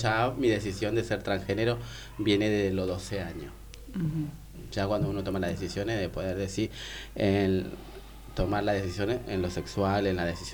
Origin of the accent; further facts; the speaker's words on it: Tartagal, Salta, Argentina; moved away as an adult; now in Buenos Aires, Argentina; vengo de la ciudad de Tartagal, pertenezco a un pueblo originario de la ciudad de Tartagal, ¿viste? Uh-huh. Pertenezco a la etnia Tupi Guaraní, que es, pertenece en Salta.